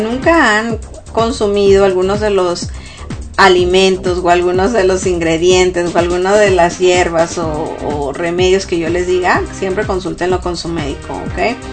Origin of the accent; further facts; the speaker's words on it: Mexico; para la gente que somos de México, cuando comemos el arroz con leche